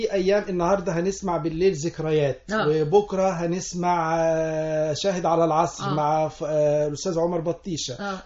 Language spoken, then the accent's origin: Arabic; Sohag, Sohag Governorate, Egypt; أنا مولود في سوهاج في الصعيد، وهناك لم يكن في وسائل للترفيه او يعني للمعرفه، كان الراديو هو الرئيسي